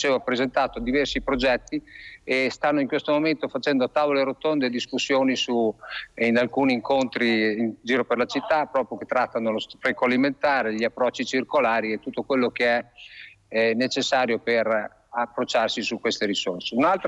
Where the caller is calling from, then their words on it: Forlì, Emilia-Romagna, Italy; Siamo da Forlì, siamo nella piazza Safi, nella bella piazza di Forlì.